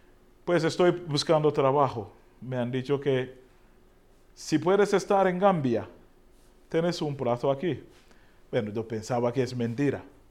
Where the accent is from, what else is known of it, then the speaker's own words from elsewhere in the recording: Uganda; Spanish is a second language; now in Spain; Yo tampoco, como soy de Uganda.